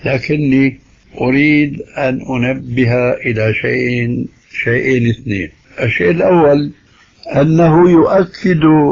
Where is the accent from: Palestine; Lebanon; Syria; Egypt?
Syria; وكما يقول عندنا في سوريا نحط رجلنا بقى ماء باردة